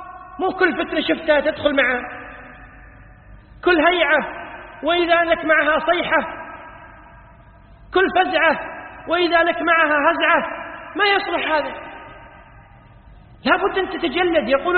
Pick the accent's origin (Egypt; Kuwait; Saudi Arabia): Kuwait; عندنا في الكويت مستشفى اسمه مستشفى الأمراض السارية